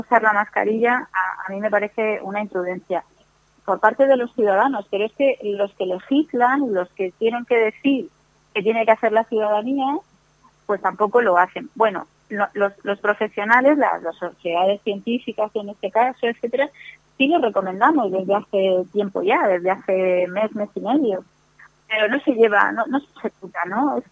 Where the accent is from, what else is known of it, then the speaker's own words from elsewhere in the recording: Spain; todos somos españoles en la Constitución